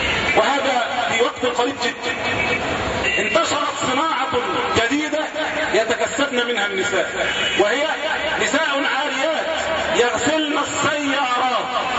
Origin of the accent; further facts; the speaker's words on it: Egypt; أساءوا إلينا كمصريين وأساءوا إلينا كمسلمين